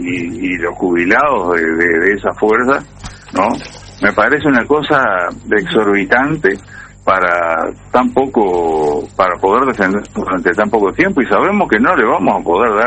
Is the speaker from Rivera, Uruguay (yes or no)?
yes; Rivera, Uruguay; now in Montevideo, Uruguay; de... Mira, soy de Rivera, pero estoy acá en Montevideo.